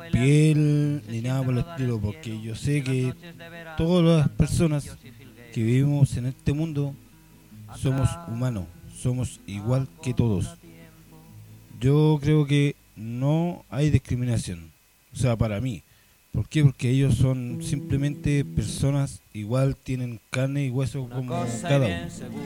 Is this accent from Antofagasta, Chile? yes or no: no; Temuco, Araucanía, Chile; Y bueno, yo soy de aquí de Temuco.